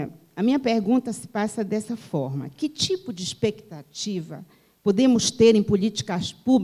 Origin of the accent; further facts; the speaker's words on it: Belém, Pará, Brazil; Eu não sou daqui, eu sou de Belém do Pará